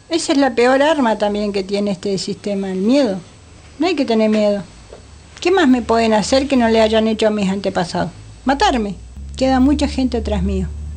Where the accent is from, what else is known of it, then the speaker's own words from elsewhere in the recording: Bariloche, Río Negro, Argentina; Yo me crié en Bariloche